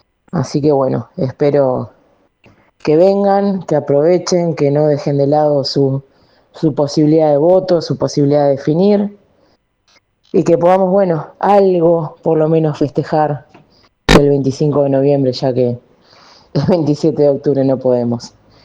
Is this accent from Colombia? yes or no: no; Uruguay; que como uruguayos, más allá de que estén del otro lado de la orilla, sigan siendo parte de las elecciones